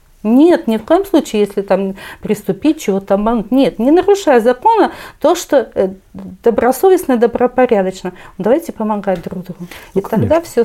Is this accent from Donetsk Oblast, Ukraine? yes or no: yes; Donetsk, Donetsk Oblast, Ukraine; Но мы в лицо узнали друг друга, что мы из Донецка.